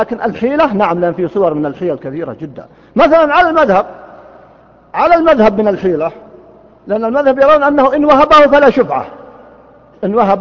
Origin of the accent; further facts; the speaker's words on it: Riyadh, Riyadh Province, Saudi Arabia; كان يسمى عندنا في الرياض قديما الجفرة في الديرة